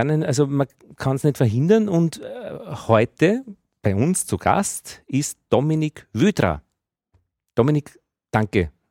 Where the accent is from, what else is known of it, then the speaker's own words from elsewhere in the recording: Upper Austria, Austria; SK Altheim war das bei uns in Oberösterreich.